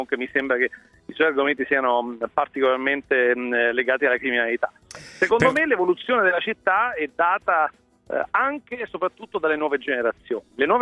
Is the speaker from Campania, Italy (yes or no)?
yes; Naples, Campania, Italy; francamente da napoletano mi sento di dire che l'evoluzione, la rinascita della città è partita da molto prima del nostro sindaco.